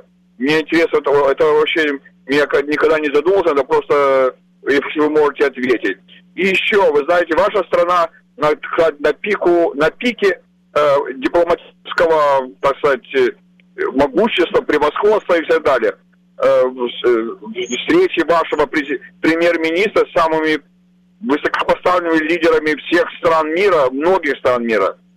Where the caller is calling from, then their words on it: Detroit, Michigan, United States; ваше радио в штате Мичиган, я еду из Детройта. Так что далековато, но ничего, слышу нормально.